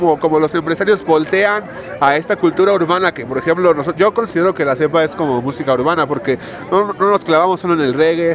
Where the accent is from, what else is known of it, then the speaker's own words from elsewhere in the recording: Mexico; ese estándar de calidad que debemos de cubrir como mexicanos